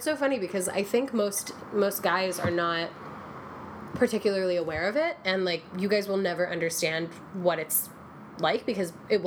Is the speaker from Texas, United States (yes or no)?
yes; Texas, United States; I am from Texas. Yeah.